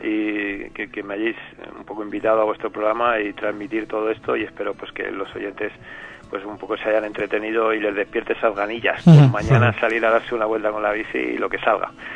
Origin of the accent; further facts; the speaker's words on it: Spain; Yo creo que los españoles somos muy españoles